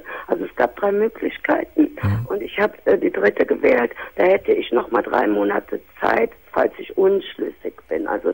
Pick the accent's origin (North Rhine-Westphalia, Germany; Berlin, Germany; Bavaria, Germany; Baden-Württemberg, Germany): North Rhine-Westphalia, Germany; Cologne; moved away as an adult; now in Hamburg, Germany; also ich komme auch aus Köln, ich sage das jetzt mal. Mhm. Und ich bin aber, als mein Sohn 13 war, bin ich nach Hamburg gezogen.